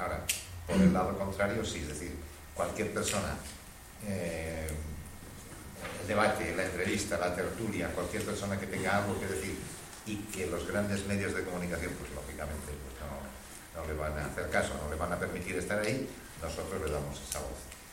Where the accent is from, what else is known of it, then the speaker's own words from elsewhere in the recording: Barcelona, Catalonia, Spain; vengo de Barcelona también.